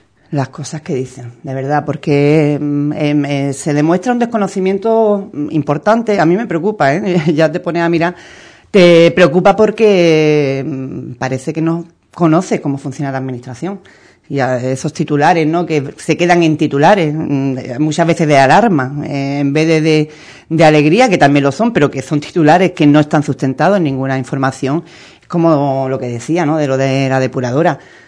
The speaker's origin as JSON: {"language": "Spanish", "town": "Ubrique", "region": "Andalusia", "country": "Spain", "said": "nosotros aportamos como andaluces y andaluzas"}